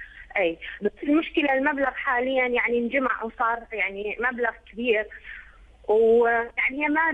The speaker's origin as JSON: {"language": "Arabic", "country": "Iraq", "said": "هي يعني استشارت أحد الشيوخ عندنا في العراق"}